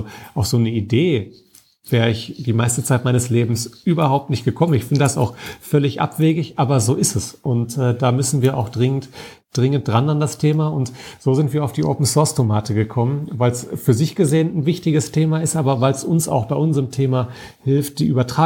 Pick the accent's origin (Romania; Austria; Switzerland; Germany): Germany; Dortmund, North Rhine-Westphalia; Ich komme ja aus Dortmund, ich bin auch ein absolutes Stadtkind.